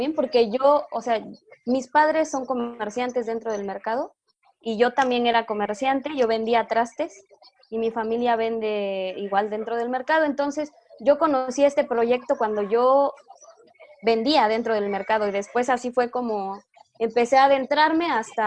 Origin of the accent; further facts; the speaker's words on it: Oaxaca, Mexico; Yo soy de Oaxaca, en México.